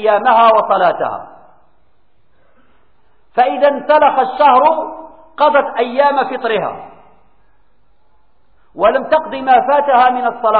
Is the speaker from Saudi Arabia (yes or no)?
no; Morocco; الفيدية مثلا عندنا في المغرب القيمة ديالها ما كتوصلش إلى الفيدية التي في أوروبا